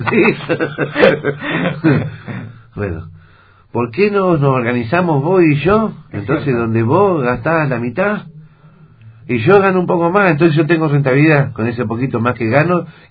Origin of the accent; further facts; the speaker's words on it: Viedma, Río Negro, Argentina; yo soy nacido y criado en Viedma, ¿sí? Vengo de generaciones y generaciones de viedmenses en mi familia. Y sinceramente hay veces que no me siento viedmense.